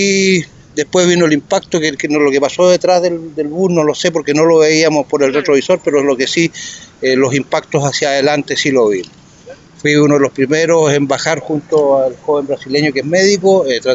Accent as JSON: {"language": "Spanish", "town": "Osorno", "region": "Los Lagos", "country": "Chile", "said": "No, yo soy de Osorno."}